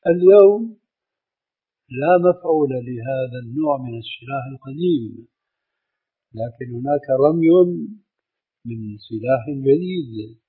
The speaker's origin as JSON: {"language": "Arabic", "country": "Syria", "said": "كما يقولون عندنا في الشام بحط الحصيد بجد الجد"}